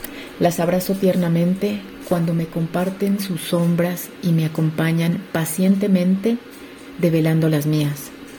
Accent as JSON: {"language": "Spanish", "region": "Oaxaca", "country": "Mexico", "said": "de Oaxaca, México."}